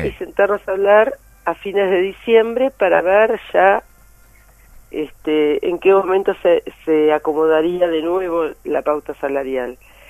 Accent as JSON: {"language": "Spanish", "region": "Buenos Aires Province", "country": "Argentina", "said": "a mí como bonaerense me pasa que veo cómo están los hospitales"}